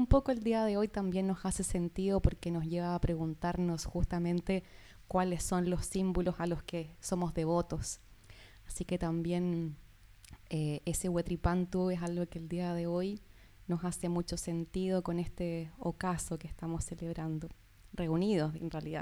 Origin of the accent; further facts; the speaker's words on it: southern Chile, Chile; yo soy del sur de Chile, allí también se celebra con otro nombre, la noche de San Juan